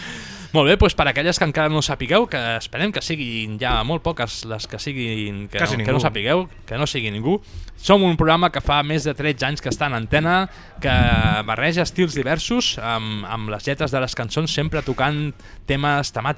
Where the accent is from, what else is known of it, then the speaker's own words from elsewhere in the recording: Catalonia, Spain; I a més, ens agrada narrar-ho en català. Som catalans